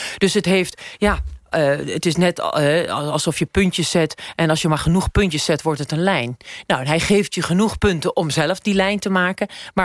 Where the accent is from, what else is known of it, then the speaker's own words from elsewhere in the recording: United States; Ik ben half Guatemaals, ik ben half dit, ik ben half dat. Ik ben opgegroeid in Amerika.